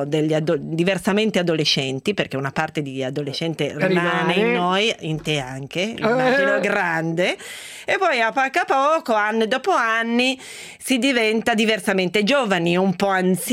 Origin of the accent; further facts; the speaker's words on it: Veneto, Italy; siamo veneti.